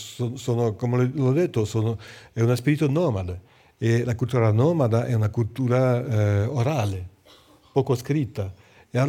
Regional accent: France; Italian is a second language; io sono francese, chiaramente, ho fatto tutte le mie studi in Francia, sono francese, però sono di cultura armenia.

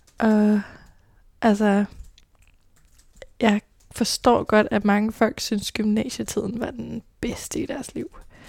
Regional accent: Roskilde, Zealand, Denmark; Født i Roskilde med en mor, en far og en storbror. En stille og rolig opvækst

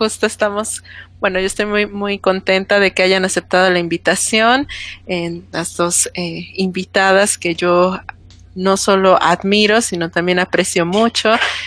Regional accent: Córdoba, Veracruz, Mexico; born there; desde Córdoba, Veracruz, México, mi ciudad natal

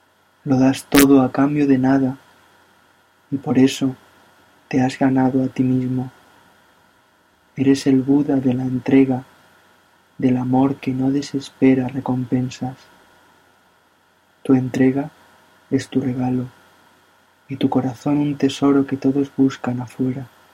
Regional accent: Albacete, Castilla-La Mancha, Spain; soy de Albacete, España.

